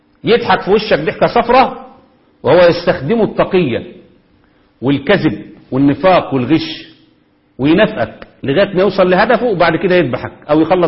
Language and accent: Arabic; Egypt; هو اللي بيحصل عندنا في مصر في ايام الثورات وما قبلها بالضبط